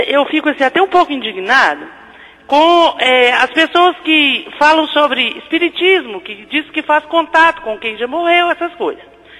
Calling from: Divinópolis, Minas Gerais, Brazil; Eu falo de Divinópolis, Minas Gerais.

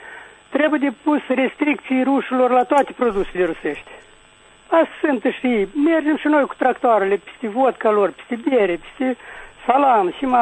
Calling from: Chișinău, Moldova; de la Chișinău.

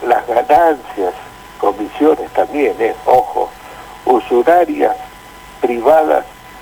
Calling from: Caseros, Buenos Aires Province, Argentina; Yo tengo 70 años. … de Caseros.

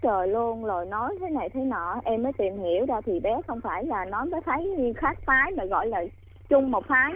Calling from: Long Thành, Đồng Nai, Vietnam; Dạ, em gọi từ ở Long Thành ạ.

